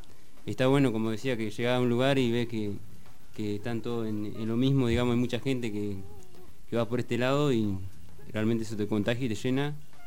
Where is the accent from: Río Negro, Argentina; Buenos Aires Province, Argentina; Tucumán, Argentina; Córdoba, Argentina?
Tucumán, Argentina; La Madrid; yo soy de La Madrid, el viaje que hemos hecho para acá, para La Plata